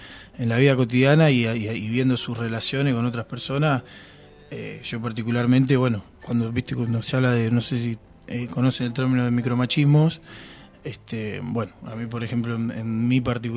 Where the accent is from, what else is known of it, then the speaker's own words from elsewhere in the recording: Olavarría, Buenos Aires Province, Argentina; irme yo a Olavarría, por ejemplo, que es de donde soy